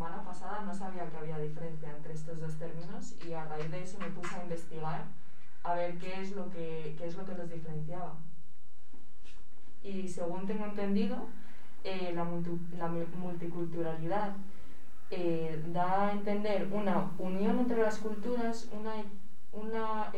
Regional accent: Spain; yo como persona española, más o menos, no interactúo demasiado con ellos

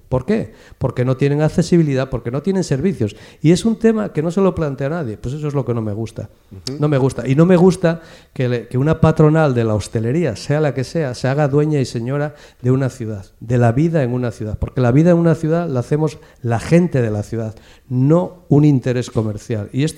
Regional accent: Mieres, Asturias, Spain; yo que vengo de Mieres

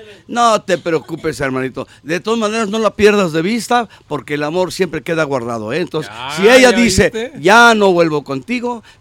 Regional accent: Mérida, Yucatán, Mexico; Soy de Mérida, Yucatán. Yo como tacos de cochinita, mare, pero no se nota que soy de Yucatán, ¿ja?

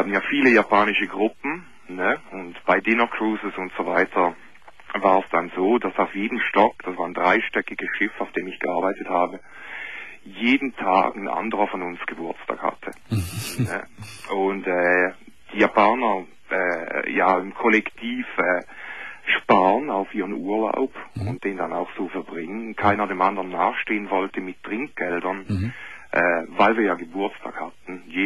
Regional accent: Switzerland; now in Germany; Ich bin Schweizer.

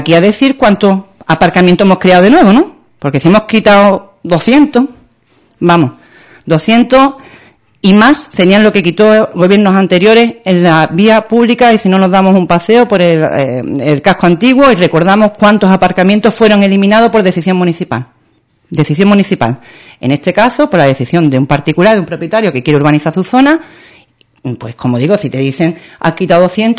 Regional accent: Ubrique, Andalusia, Spain; yo le pediría que al quien tenga la información que pueda darle una oportunidad a mi pueblo para conseguir un asunto contra la Junta de Andalucía, que me lo traiga.

